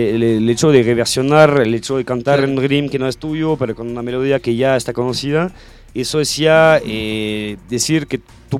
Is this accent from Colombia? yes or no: no; France; Spanish is a second language; que yo siendo francés he recibido a gente en Perú y que me los cruzo de nuevo en Francia